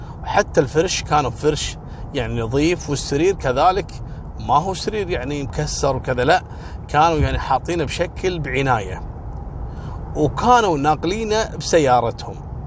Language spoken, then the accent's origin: Arabic; Kuwait; وهذا نفس القصص اللي حصلت عندنا في الكويت في بيت السالمية